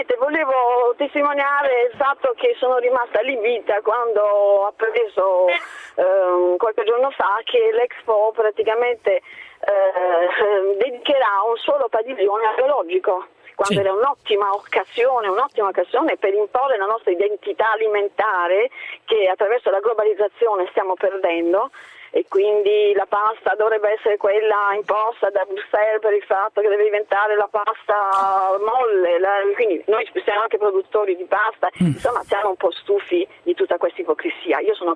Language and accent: Italian; Bari, Apulia, Italy; io sono pugliese e naturalmente produco olio extravergine d'oliva con spremitura a freddo